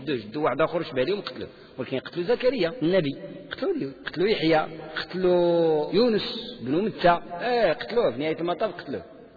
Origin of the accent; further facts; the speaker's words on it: Morocco; يعني حنا مغاربة عندنا ديك الذمة عندها معنى إيجابي